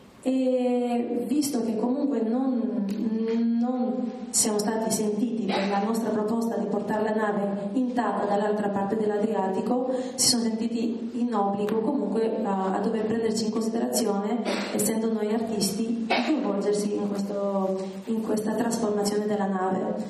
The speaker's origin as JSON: {"language": "Italian", "town": "Vlorë", "region": "Vlorë County", "country": "Albania", "lives_now": "Italy", "said": "non conoscendomi e vivendo in Italia, io sono anche di Valona"}